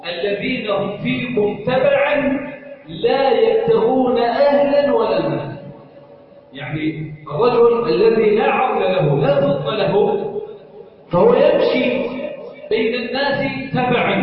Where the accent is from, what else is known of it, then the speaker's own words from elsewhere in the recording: Egypt; اللهم انا نسالك ان تجعل بلدنا مصر سخاء رخاء امنا امانا